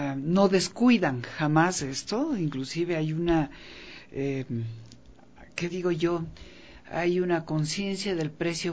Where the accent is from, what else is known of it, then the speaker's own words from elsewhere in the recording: Ecuador; si nosotros como ecuatorianos no lo apoyamos